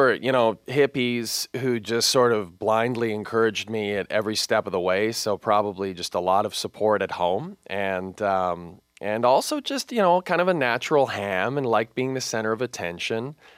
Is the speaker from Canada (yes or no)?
yes; Canada; But more than that, I'm from Canada and I like Canadian sports.